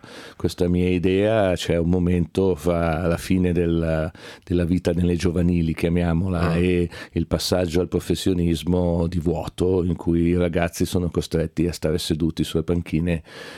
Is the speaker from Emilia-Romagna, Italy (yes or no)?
no; Milan, Lombardy, Italy; Da milanese spero Milano